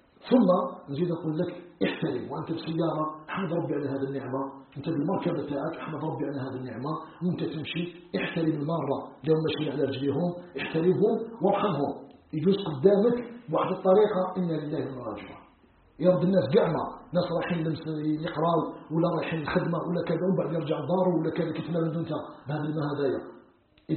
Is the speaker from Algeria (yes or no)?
yes; Algeria